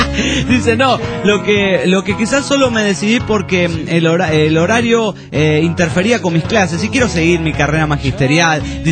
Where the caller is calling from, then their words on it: Hermosillo, Sonora, Mexico; de Hermosillo, hace un chingo que no la veníamos por aquí reportándome rápidamente